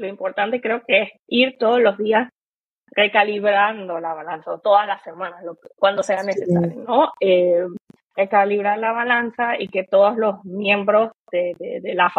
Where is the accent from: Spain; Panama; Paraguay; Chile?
Panama; now in Germany; en mi caso, por ejemplo, que vengo de Panamá